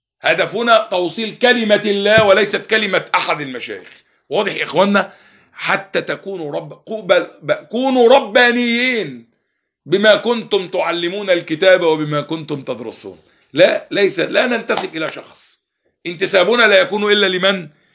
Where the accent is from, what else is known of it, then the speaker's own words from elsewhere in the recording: Egypt; هذا الرجل كان لو جلس في مجلس في بلادنا مصر